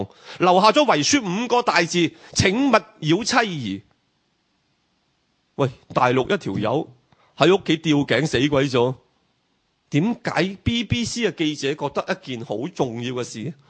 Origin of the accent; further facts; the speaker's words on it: Hong Kong; 比如我哋用我哋香港话讲啦，黑名单，唔准出境